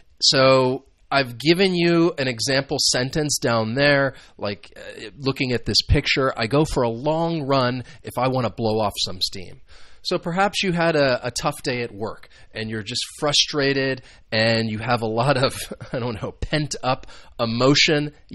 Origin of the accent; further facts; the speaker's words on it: United States; I am from the United States, so these are some idioms that I think you could use